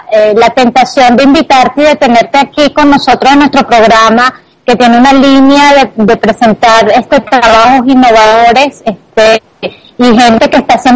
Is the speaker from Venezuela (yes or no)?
yes; Venezuela; aunque somos de Latinoamérica y somos venezolanos